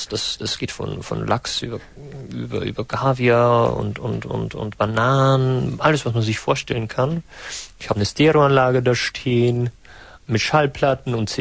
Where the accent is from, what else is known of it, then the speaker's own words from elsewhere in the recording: North Rhine-Westphalia, Germany; Ich komme aus Deutschland, in der Nähe von Krefeld.